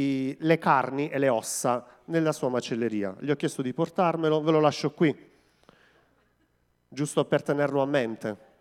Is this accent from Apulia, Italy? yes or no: yes; Terlizzi, Apulia, Italy; perché io sono di Terlizzi, quindi venivo in chiesa a Modugno